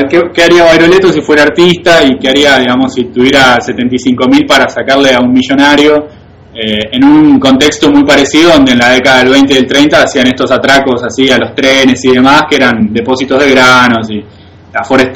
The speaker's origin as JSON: {"language": "Spanish", "town": "San Jorge", "region": "Santa Fe", "country": "Argentina", "tie": "born or raised there", "said": "Claro, él nació en Carlos Pellegrini, yo nací en San Jorge, y están a 15 kilómetros, digamos, uno de otro, o 20."}